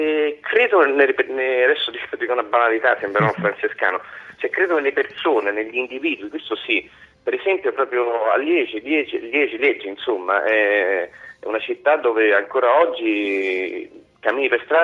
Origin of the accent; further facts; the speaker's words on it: Rome, Lazio, Italy; Io sono romano